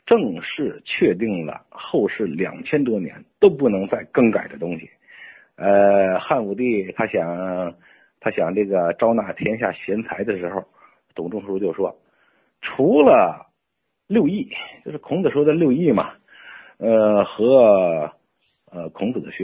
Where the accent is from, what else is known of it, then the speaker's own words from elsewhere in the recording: Hebei, China; 荀子是我们河北人